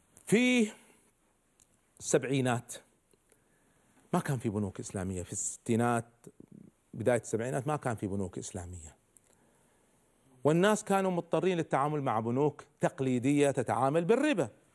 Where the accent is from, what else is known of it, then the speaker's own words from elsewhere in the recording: Kuwait; عندنا في الكويت